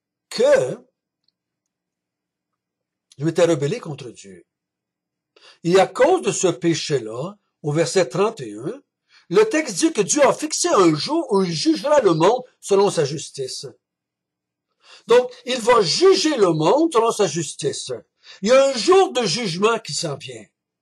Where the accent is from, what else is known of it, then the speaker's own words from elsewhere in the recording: Quebec, Canada; born there; Moi, je suis né au Québec en 1950, donc j'ai été élevé dans une famille catholique.